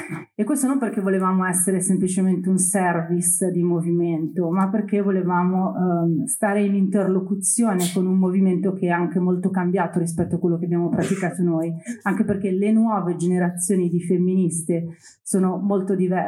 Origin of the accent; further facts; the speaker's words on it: Milan, Lombardy, Italy; io sono di Milano, classe 1978, ho 44 anni, ho fatto Genova 2001, sono di quella generazione lì